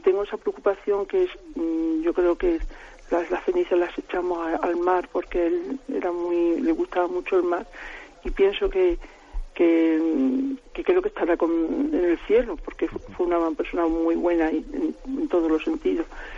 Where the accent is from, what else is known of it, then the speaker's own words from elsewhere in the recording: Salamanca, Castile and León, Spain; de Salamanca.